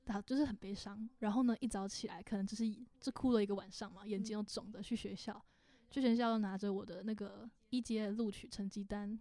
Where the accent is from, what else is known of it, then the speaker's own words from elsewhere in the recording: Kaohsiung, Taiwan; 我是高雄人，高雄人要翻山越岭去台北。